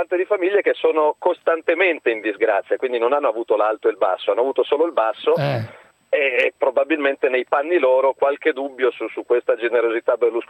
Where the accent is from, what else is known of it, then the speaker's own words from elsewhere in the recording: Milan, Lombardy, Italy; come milanesi stiamo leggendo in questi giorni